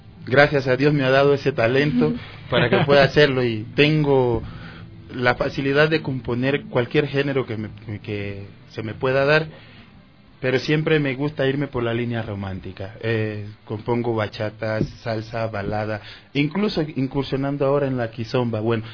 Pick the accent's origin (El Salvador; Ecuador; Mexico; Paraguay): Ecuador; San Lorenzo, Esmeraldas; soy oriundo de Esmeralda, más exactamente del cantón San Lorenzo, al norte de la provincia, frontera con Colombia. Soy una persona de origen humilde